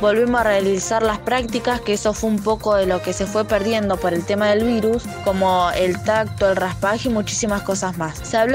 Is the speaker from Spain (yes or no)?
no; Victorica, La Pampa, Argentina; soy de Victorica